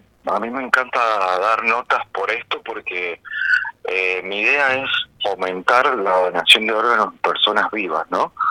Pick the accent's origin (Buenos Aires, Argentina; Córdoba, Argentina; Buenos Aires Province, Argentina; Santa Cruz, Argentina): Córdoba, Argentina; also born or lived in San Juan; Yo soy de San Juan, me crecí a Córdoba.